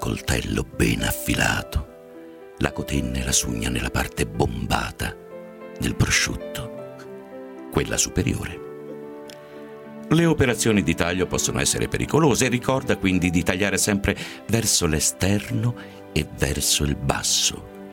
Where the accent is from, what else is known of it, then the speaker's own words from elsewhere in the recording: Turin, Piedmont, Italy; born there; quindi molto lontano in realtà dalla mia città natale, che è Torino.